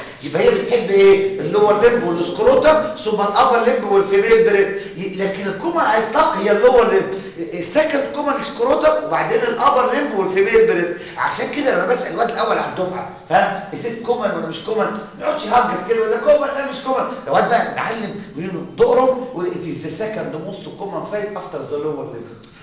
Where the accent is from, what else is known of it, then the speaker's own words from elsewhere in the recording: Egypt; جماعه احنا عندنا في مصر في حاجه اسمها فيلاريس مشهوره جدا